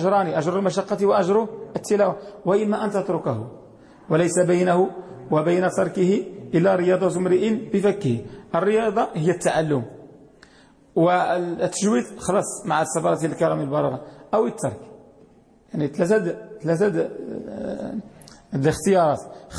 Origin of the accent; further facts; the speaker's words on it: Morocco; وهذه المجهودات الحمد لله التي نراها في بلدنا المغرب